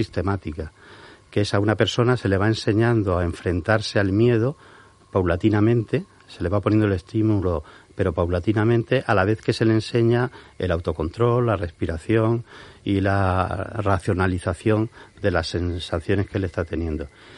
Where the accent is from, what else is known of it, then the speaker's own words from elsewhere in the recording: Murcia, Region of Murcia, Spain; born there; Yo nací en Murcia, como os comentaba al principio, aunque no he vivido en Murcia mucho tiempo